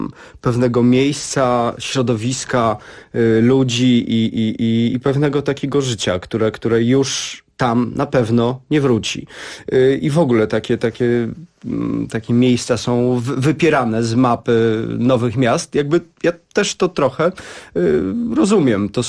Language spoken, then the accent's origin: Polish; Warsaw, Masovian Voivodeship, Poland; Jestem z Grochowa. Mieszkałem tam 17 lat